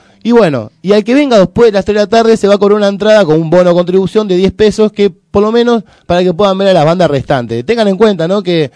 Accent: Argentina; ¿Somos o no somos argentinos?

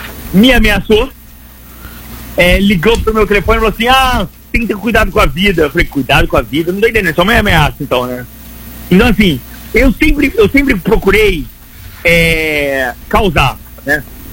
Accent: Rio de Janeiro, Brazil; Eu falo assim, eu nasci falando assim, eu sou carioca, eu sou do subúrbio do Rio de Janeiro, é assim que eu falo.

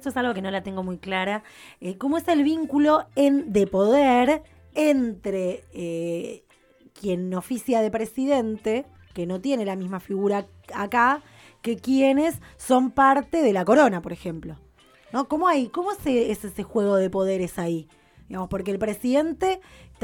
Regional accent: Argentina; nos afecta, no solamente a nosotros como argentinos, sino entiendo en toda Latinoamérica

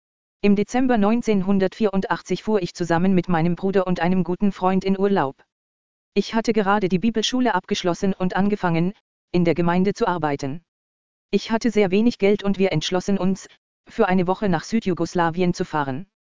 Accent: Austria; Wir schafften es, in mein Heimatland, Österreich, zurückzutrampen.

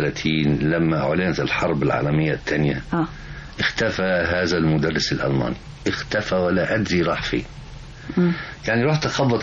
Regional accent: Egypt; قلت له انا مصري

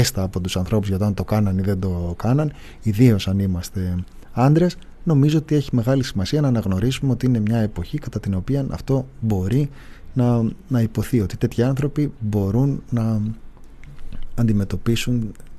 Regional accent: Ilioupoli, Attica, Greece; Εγώ είμαι από την Ηλιούπολη.

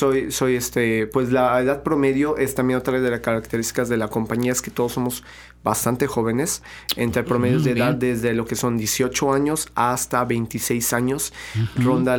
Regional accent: Veracruz, Mexico; aquí en Veracruz pues somos jarochos, yo también bailo folclore y soy orgullosamente jarocho, y yo escucho música de mi tierra

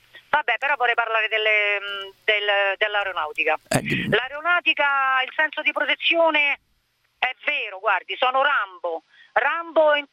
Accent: Rome, Lazio, Italy; Io lavoro in Latina, ma sono di Roma.

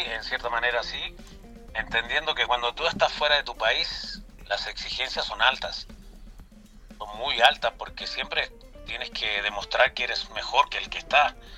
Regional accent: Chile; now in Mexico; Yo voy a Chile y estoy feliz, estoy en mi casa, estoy con mi mamá y todo. Si a mí me ofrecieran una posibilidad de trabajar en Chile, claro que la pensaría, por supuesto, de estar en mi país, cómo no. Pero hoy, en estos momentos, aquí en México

